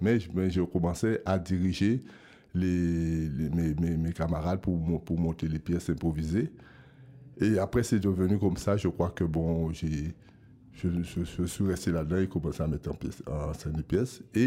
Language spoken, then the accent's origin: French; Guadeloupe; Et je viens de la Guadeloupe.